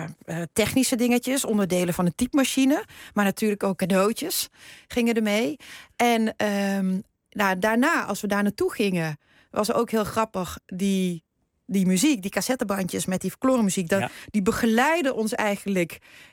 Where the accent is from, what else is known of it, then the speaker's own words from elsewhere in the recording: Netherlands; born there; Ik ben in Nederland geboren